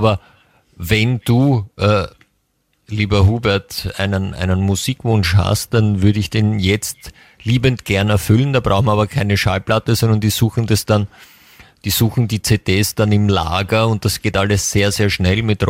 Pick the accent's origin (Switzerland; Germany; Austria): Austria; bei uns in Österreich kann man ja auch meistens früher gehen.